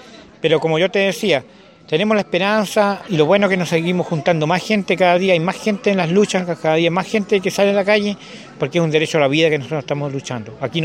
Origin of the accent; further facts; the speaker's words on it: Quellón, Los Lagos, Chile; Yo vengo de Chiloé, de la comuna de Quellón, de Huequetrumao, y soy lonco del Consejo de Comunidades Huilliche de Chiloé.